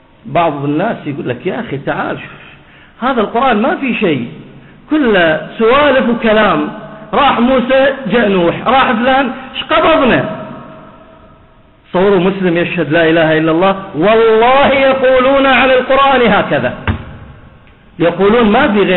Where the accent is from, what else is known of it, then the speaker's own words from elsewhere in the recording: Bahrain; عندنا في البحرين سجلت الحالات التي سجلت بهذا المرض